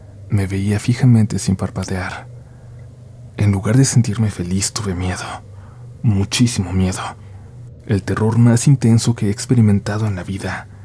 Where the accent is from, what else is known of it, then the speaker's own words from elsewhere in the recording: Honduras; soy de Honduras. Acá el Día de las Madres se celebra el segundo domingo de mayo